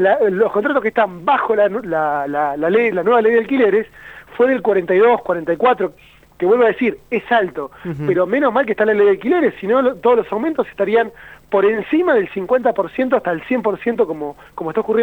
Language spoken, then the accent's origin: Spanish; Río Negro, Argentina; si bien yo soy de Río Negro, vivo en Bariloche